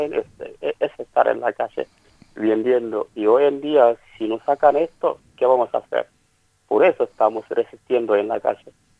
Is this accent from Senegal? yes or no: yes; Senegal; now in Argentina; a nosotros, la comunidad senegalesa, estamos igual como los bolivianos, los colombianos o los venezolanos, que son del Mercosur, que una vez que están acá en Argentina